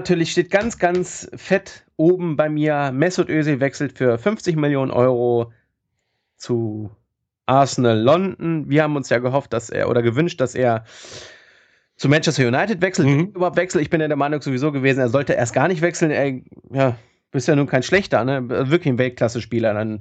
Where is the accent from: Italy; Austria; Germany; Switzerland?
Germany; Bavaria; aber ich hätte ihn jetzt nicht geholt, so wenn ich als Bayer, aus Bayern-Sicht, hätte ich ihn jetzt nicht geholt.